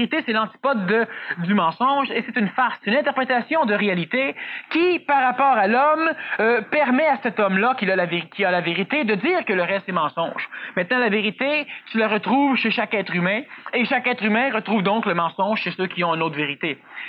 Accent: Quebec, Canada; ce n'est pas parce que je suis Québécois que je le dis.

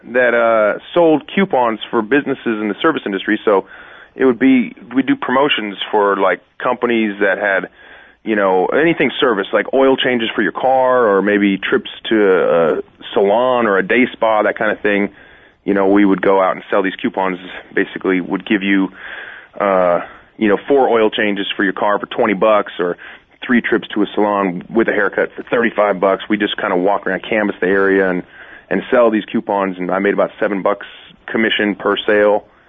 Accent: Seattle, Washington, United States; I'm from Seattle. I'm a huge Seahawks fan

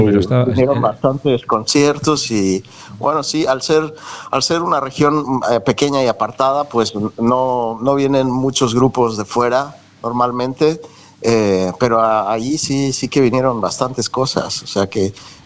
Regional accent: Mexico; also born or lived in Colombia; now in Spain; Bueno, yo nací en Colombia, pero me crié en México.

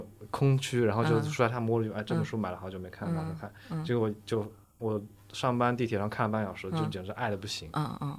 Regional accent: Changsha, Hunan, China; now in Nanjing, China; 甚至在怀念我的老家，怀念长沙的生活

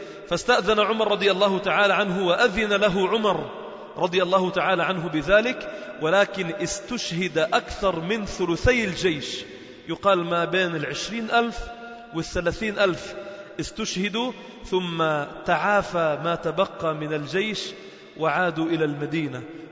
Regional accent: Sidon, South Governorate, Lebanon; في منطقة شرحبيل عندنا في صيدا

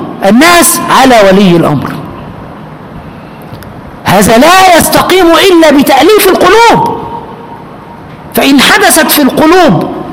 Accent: Aswan, Aswan Governorate, Egypt; أنا من أسوان، من أسوان لمرسى مطروح، يعني من أول مصر إلى آخرها

